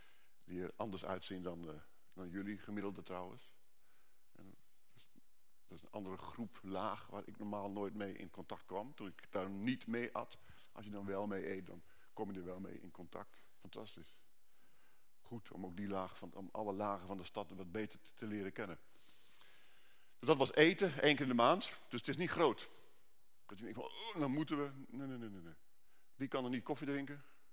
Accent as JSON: {"language": "Dutch", "region": "Groningen", "country": "Netherlands", "said": "Ik weet niet waar jullie vandaan komen, ik kom uit Groningen en dan hebben we hekel aan gebakken lucht."}